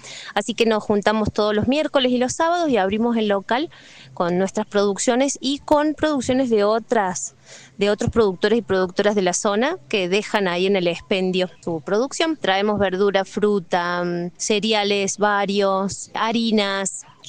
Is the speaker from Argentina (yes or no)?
yes; Villa Giardino, Córdoba, Argentina; yo vengo de Villa Yardino